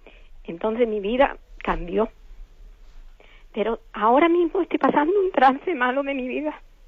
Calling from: Málaga, Andalusia, Spain; de Málaga.

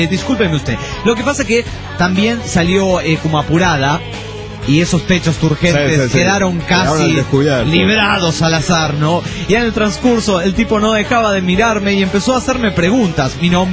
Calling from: Toluca, State of Mexico, Mexico; de Toluca, México.

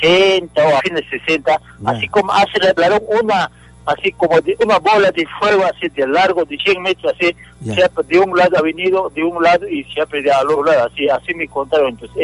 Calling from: Moquegua, Peru; also born or lived in Puno; Estoy llamando de Moquegua.

